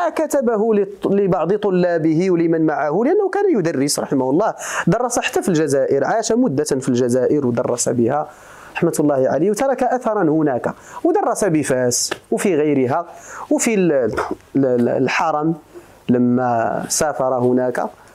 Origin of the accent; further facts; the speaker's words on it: Morocco; لأن البربرية عندنا في المغرب فيها لهجات تختلف